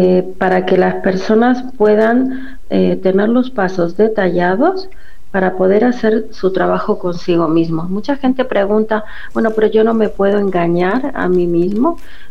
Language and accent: Spanish; Córdoba, Argentina; moved away as an adult; now in Barcelona, Spain; nací en Córdoba, en Argentina. Me formé en Argentina. Y ya hace 30 años que vivo en Barcelona, pero en realidad toda mi formación como psicóloga ha sido en Argentina, en Buenos Aires y en Córdoba.